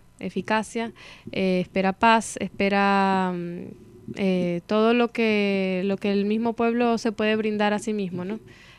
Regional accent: Maracaibo, Zulia, Venezuela; yo vengo de una ciudad de Maracaibo, una ciudad del occidente del país que tiene 2 millones, más de 2 millones de habitantes, la segunda ciudad en población del país, después de Caracas.

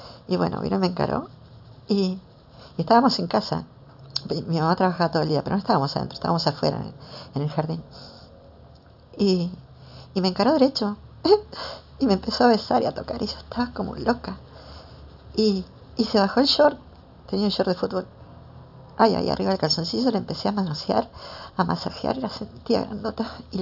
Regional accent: Argentina; tengo 27 años, soy argentina, vivo en Buenos Aires, sola, soy una chica trans

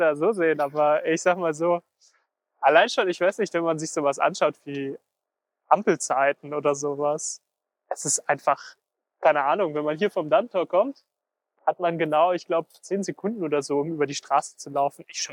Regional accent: Luxembourg; now in Germany; ich bin aus Luxemburg und seitdem ich hier bin, das sind jetzt 4,5 Jahre

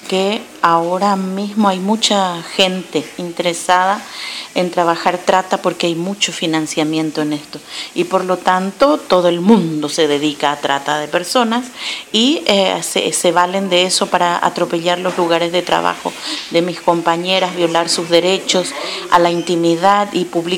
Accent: Paraguay; soy de Paraguay.

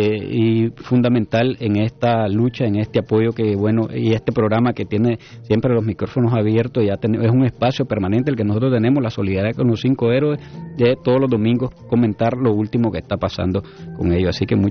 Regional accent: Cuba; now in Nicaragua; nosotros, como pueblo cubano que somos, ya por derecho, pues nos estamos solidarizando

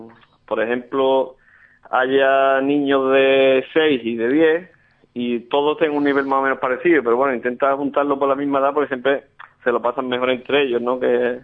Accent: Alcalá de Guadaíra, Andalusia, Spain; pues yo soy originario de Alcalá de Guadaira

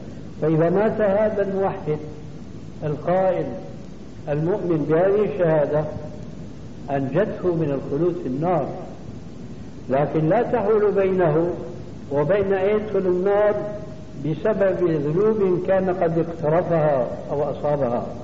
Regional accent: Syria; عندنا في سوريا

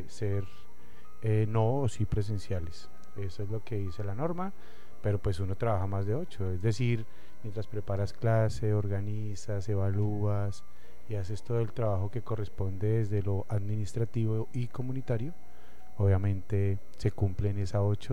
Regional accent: Bogotá, Colombia; Pero sí, no. Yo soy Rolo de Bogotá, no, el otro no.

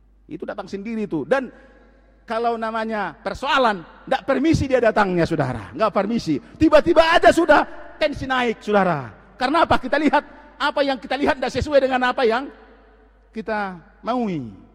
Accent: North Sumatra, Indonesia; Nah kalau orang kita orang Tapanuli kan

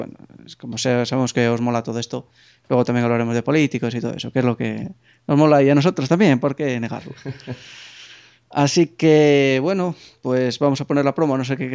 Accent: Spain; accent: Galician; nuestro acento gallego. Sí. Porque el nuestro creo que no se nota tanto

